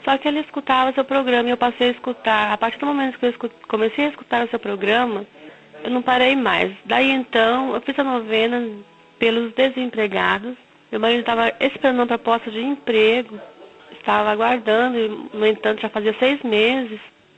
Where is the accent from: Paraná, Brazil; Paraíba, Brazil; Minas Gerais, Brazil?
Paraná, Brazil; Cascavel; Sou de Cascavel, filha de Deus.